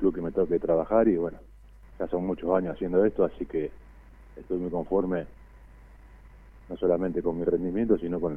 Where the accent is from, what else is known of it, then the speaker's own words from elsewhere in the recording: Rosario, Santa Fe, Argentina; yo vengo de Rosario